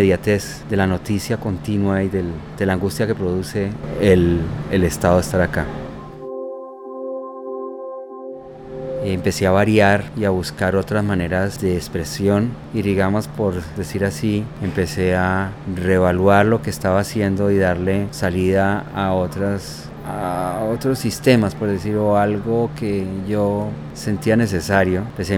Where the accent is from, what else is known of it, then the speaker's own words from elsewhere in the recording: Cali, Valle del Cauca, Colombia; born there; moved away; also born or lived in Bogotá; Nací en Cali en el año 1955, el 2 de septiembre, y llevo trabajando en arte desde hace 30 años. He vivido por fuera del país por lo menos los últimos 30 años, con excepción de 4 años que viví en Bogotá.